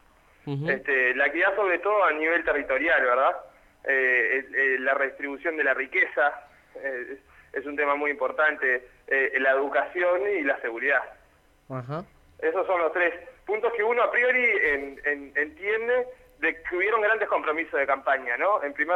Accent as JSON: {"language": "Spanish", "region": "Montevideo", "country": "Uruguay", "said": "Yo tengo 26 años, provengo del Cerro de Montevideo."}